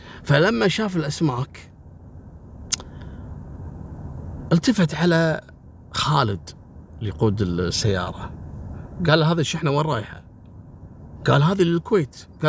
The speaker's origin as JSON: {"language": "Arabic", "country": "Kuwait"}